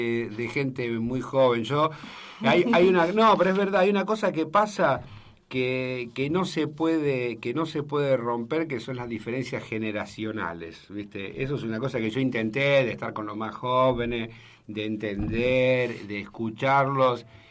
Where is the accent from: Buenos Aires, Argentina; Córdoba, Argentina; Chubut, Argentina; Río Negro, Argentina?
Buenos Aires, Argentina; Soy yo soy de Floresta.